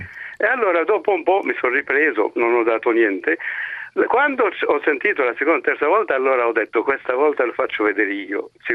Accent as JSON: {"language": "Italian", "town": "Rome", "region": "Lazio", "country": "Italy", "said": "Io sono di Roma"}